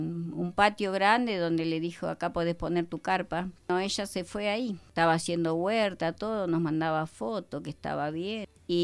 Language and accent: Spanish; Buenos Aires, Argentina; Somos de Buenos Aires, nacidos allá los chicos, criados y educados en Buenos Aires.